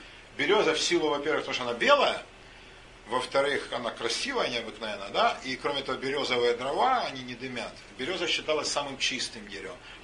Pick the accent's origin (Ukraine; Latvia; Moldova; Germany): Ukraine; Zaporizhzhia, Zaporizhzhia Oblast; now in Russia; Я вырос на юге, в Запорожье